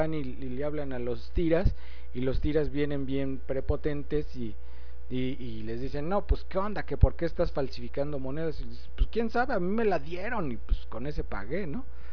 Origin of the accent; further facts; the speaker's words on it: Mexico; pero creo que bueno, pues si somos mexicanos, todo el mundo está igual, no manchen.